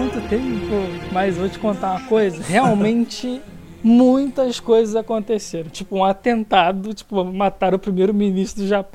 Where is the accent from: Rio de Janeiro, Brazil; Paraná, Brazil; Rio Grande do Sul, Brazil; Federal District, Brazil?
Rio de Janeiro, Brazil; born there; moro, nasci no Rio, não era na cidade do Rio, né, mas era no interior mesmo, tipo quase em São Paulo, mas é o Rio de Janeiro, né